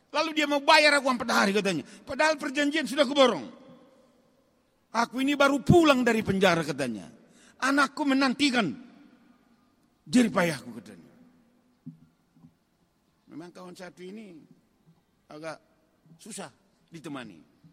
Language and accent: Indonesian; North Sumatra, Indonesia; Kalau orang kita Batak, bodo sarupa anak do paruma, boru do parumaen, bisa.